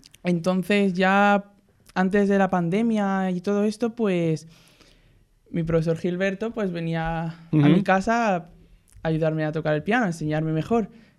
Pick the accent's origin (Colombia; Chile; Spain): Spain; Balaclotx, Aragon; En Balaclotx, Aragón.